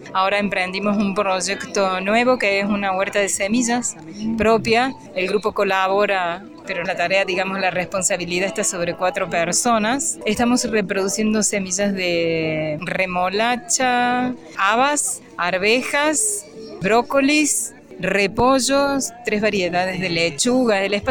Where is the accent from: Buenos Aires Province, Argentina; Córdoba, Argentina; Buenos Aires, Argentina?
Córdoba, Argentina; Somos de las Sierras Chicas de Córdoba.